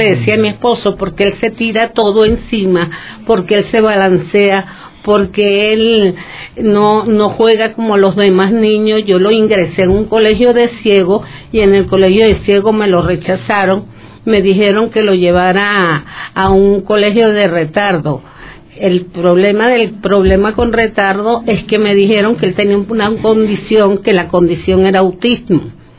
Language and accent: Spanish; Bogotá, Colombia; Venimos de Colombia, de Bogotá, pero íbamos a pasar por Perú